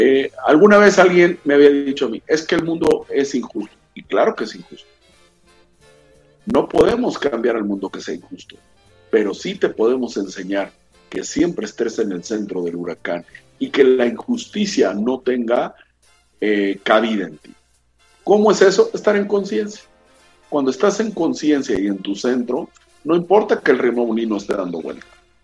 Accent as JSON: {"language": "Spanish", "country": "Mexico", "said": "ninguno de nosotros, como buenos mexicanos, no leemos ni los protocolos ni los manuales y no los seguimos."}